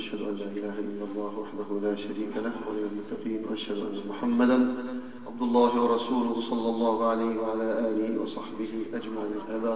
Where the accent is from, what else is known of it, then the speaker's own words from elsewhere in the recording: Egypt; أيها الأحباب، بلدنا مصر تمر بمرحلة